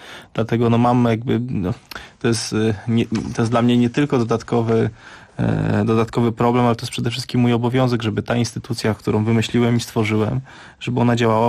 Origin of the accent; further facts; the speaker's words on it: Opole, Opole Voivodeship, Poland; now in Warsaw, Poland; ja już od prawie dekady mieszkam de facto w Warszawie, chociaż pochodzę z Opola, ja tego nie ukrywam.